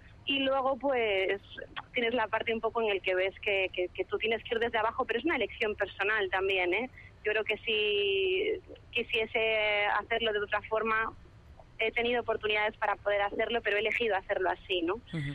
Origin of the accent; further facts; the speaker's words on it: Galicia, Spain; la música tradicional gallega, que es de mi raíz, es de donde yo vengo